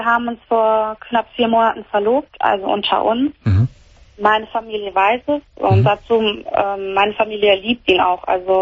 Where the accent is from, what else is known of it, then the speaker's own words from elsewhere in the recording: Croatia; now in Germany; Ich bin Kroatin.